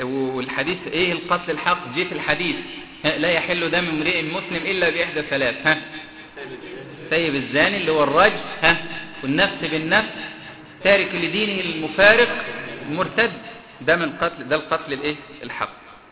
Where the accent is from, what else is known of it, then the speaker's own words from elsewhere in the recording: Egypt; اللي عندنا في مصر